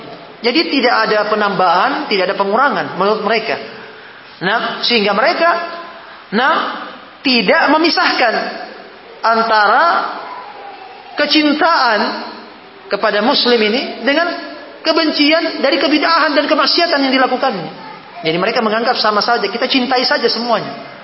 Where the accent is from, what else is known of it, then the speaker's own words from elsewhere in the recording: Sorowako, South Sulawesi, Indonesia; Ya, sama-sama kita orang Sorowako, Nah, kita orang Sorowako, kan?